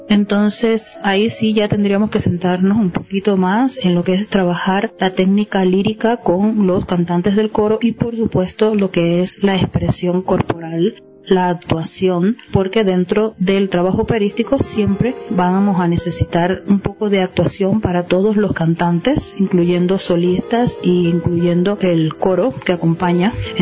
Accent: Cuba; el gran movimiento coral que existe en mi país. Yo, en Cuba hay un gran desarrollo coral

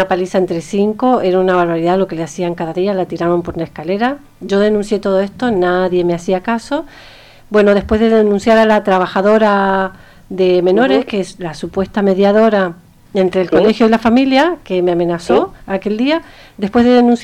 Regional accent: Argentina; porque soy argentina, porque soy de otro país.

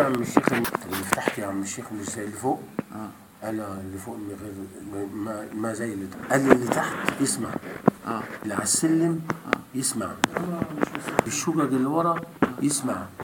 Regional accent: Egypt; احنا لما دخلنا احنا مصريين

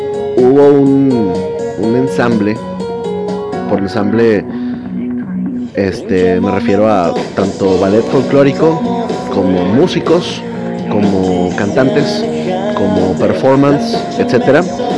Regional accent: Mexico; la mayoría, ustedes saben, somos mexicanos mestizos.

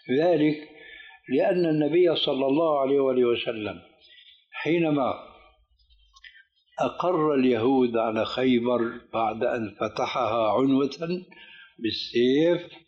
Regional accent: Syria; كما يقولون عندنا في سوريا

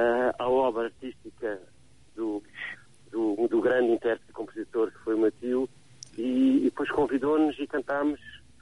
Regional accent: Maputo, Mozambique; born there; Eu nasci em Maputo, na altura chamava-se Lourenço Marques.

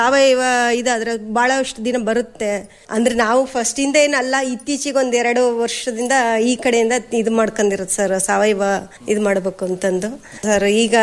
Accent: Guddalli, Karnataka, India; ನಮ್ದು ಇದು ಗುಡ್ಡಳ್ಳಿನೇ ಸರ್, ಪಕ್ಕದ ಮನೆಯಲ್ಲೇ ಆಗಿರೋದು. ಅವಾಗ ಹತ್ತಿ, ಶೇಂಗಾ, ಜೋಳ ಈ ತರ ಎಲ್ಲ ಬೆಳೀತದೆ ಸರ್.

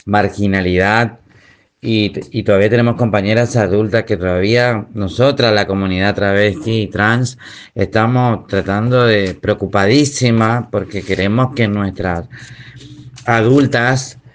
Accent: Posadas, Misiones, Argentina; soy de Posadas Misiones Argentina

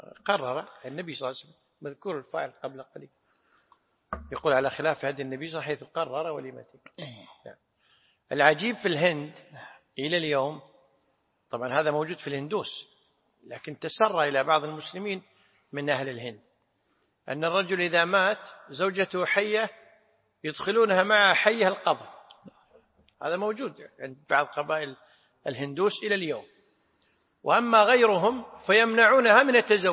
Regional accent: Kuwait; أنا أدركت بعض القبائل عندنا في الكويت في الثمانينات

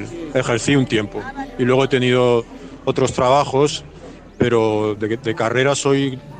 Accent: Valencian Community, Spain; now in Pamplona, Spain; Vivo en Pamplona, pero sí, soy valenciano.

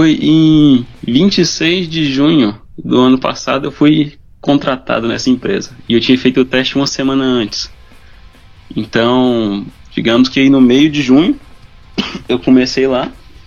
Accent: Montes Claros, Minas Gerais, Brazil; also born or lived in São Francisco; Eu nasci em São Francisco e depois fui morar em Montes Claros, no norte de Minas.

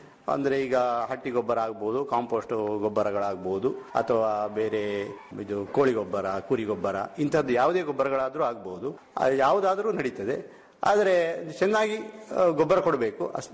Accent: Uppinangady, Karnataka, India; ನಮ್ಮ ಊರು ದಕ್ಷಿಣ ಕನ್ನಡ ಉಪ್ಪಿನಂಗಡಿ ಸೈಡ್ ಇರುವುದರಿಂದ ಮಂಗಳೂರಿನ ದೊಡ್ಡ ಮಾರುಕಟ್ಟೆ ಇರ್ತದೆ.

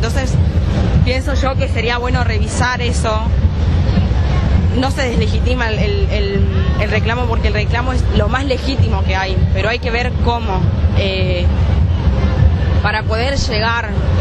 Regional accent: Salta, Argentina; now in Buenos Aires, Argentina; soy de Salta, pero estoy viviendo acá en Buenos Aires hace 3 años

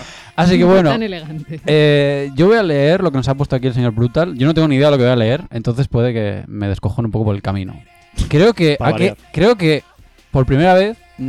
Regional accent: Asturias, Spain; Soy asturiano.

